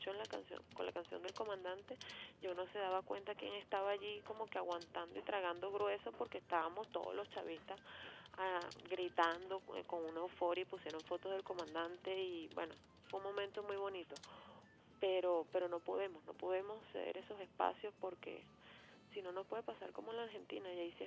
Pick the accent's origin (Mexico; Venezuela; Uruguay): Venezuela; somos venezolanos todos